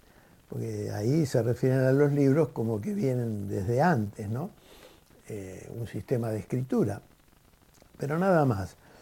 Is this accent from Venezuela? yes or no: no; Argentina; la historia nuestra de los argentinos, de los que nacimos aquí